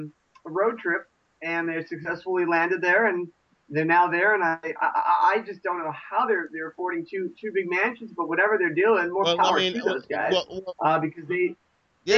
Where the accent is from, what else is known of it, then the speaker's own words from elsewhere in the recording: Connecticut, United States; I'm from a small town. I'm from Connecticut originally. That's where my roots are.